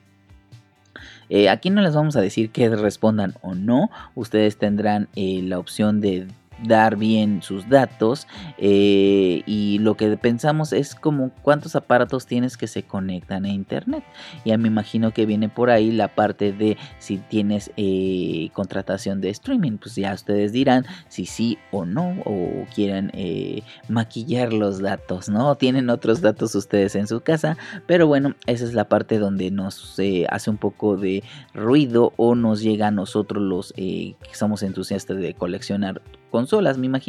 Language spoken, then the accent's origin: Spanish; Mexico; Para acá los que estamos, somos de México